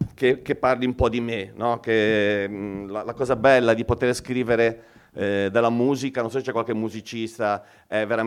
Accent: Genoa, Liguria, Italy; Io quando sono cresciuto a Bolzaneto negli anni 80

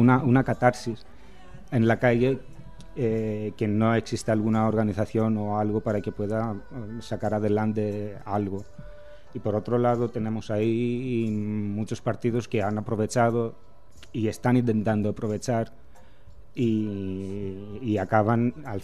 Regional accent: Athens, Attica, Greece; Spanish is a second language; Yo he crecido en Atenas.

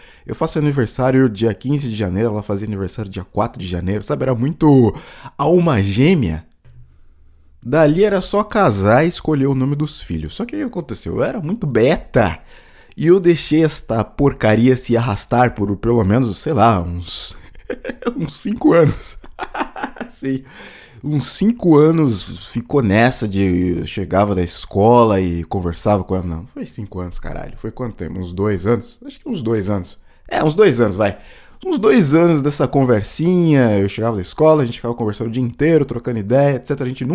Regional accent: Carapicuíba, São Paulo, Brazil; eu sou de Carapicuíba

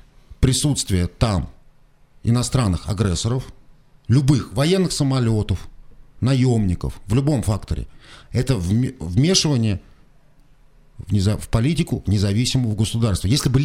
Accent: Russia; Я рядовой россиянин.

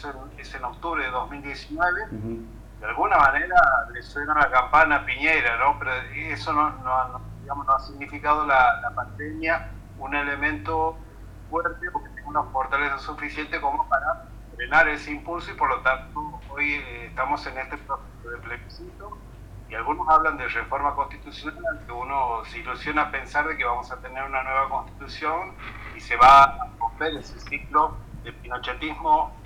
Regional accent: Argentina; nosotros como argentinos hacemos el porte en 2015

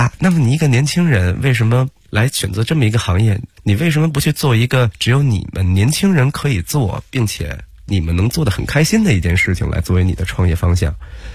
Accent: China; 我们其实作为中国人

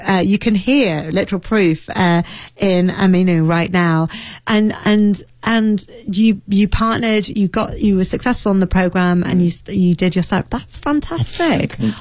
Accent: England, United Kingdom; I'm English, so I think that.

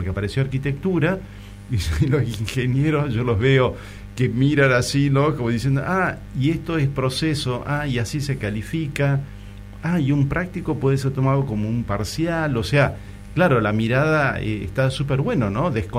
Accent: Tucumán, Argentina; yo estudié en la Universidad Nacional de Tucumán, soy tucumano

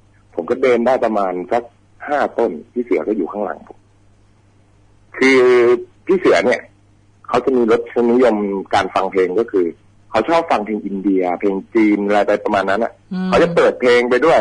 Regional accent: Phayao, Thailand; ไม่ใช่ครับผมเป็นคนพะเยา

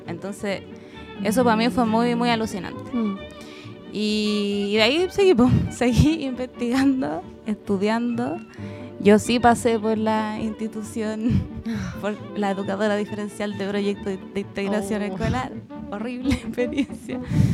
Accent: Santiago, Santiago Metropolitan Region, Chile; also born or lived in Valparaíso Region; oriunda de Santiago hasta hace poco. El año pasado me vine a vivir a la quinta región. Ya había tenido un tránsito por acá, pero breve, así que ahora retomé mi estadía.

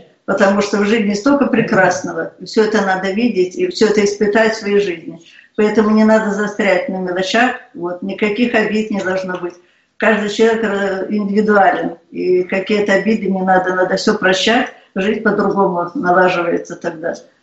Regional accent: Belarus; я из Белоруссии.

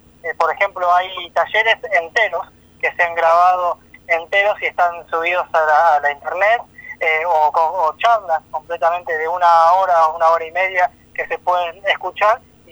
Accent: Patagonia, Argentina; será que somos de la Patagonia, será que somos comunitarios

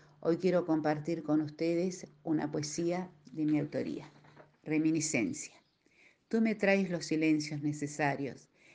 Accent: Carlos Casares, Buenos Aires Province, Argentina; soy de Carlos Casares, provincia de Buenos Aires.

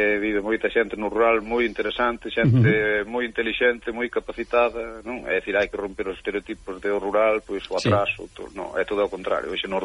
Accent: Chantada, Galicia, Spain; é o primeiro que digo son de Chantada

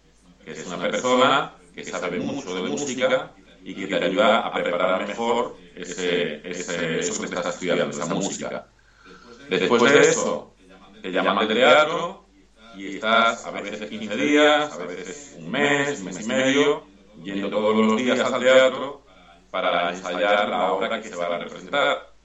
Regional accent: Málaga, Andalusia, Spain; yo soy de Málaga, de Andalucía, y él cantaba muy bien flamenco.

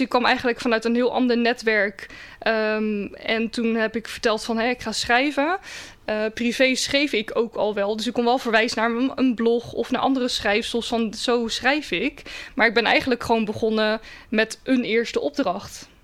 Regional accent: Rotterdam, South Holland, Netherlands; ik ben in Rotterdam geboren, ben er opgegroeid.

